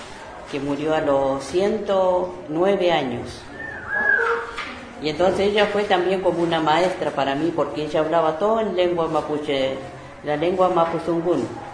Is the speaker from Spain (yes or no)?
no; Chubut, Argentina; yo nací en Costaño, Quinco Sur, está cerca de Cusamen. Ahí me crié con mis abuelos.